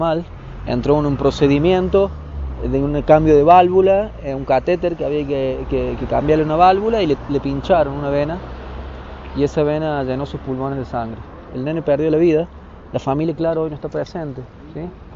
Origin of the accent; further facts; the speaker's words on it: San Luis, Argentina; somos de San Luis, pero el lugar más cercano para tener familias era Villa Dolores, ya que la mamá es de La Finur, un pueblo de San Luis.